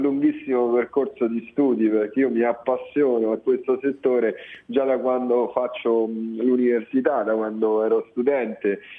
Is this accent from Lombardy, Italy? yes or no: no; Rome, Lazio, Italy; born there; moved away as an adult; also born or lived in London; Sono nato a Roma e a 19 anni sono andato a Londra, appena finito il liceo, neanche aspettato i quadri, sono andato a Londra, ho fatto l'università là e ci sono rimasto fino a quando, cioè, avevo 30-31 anni.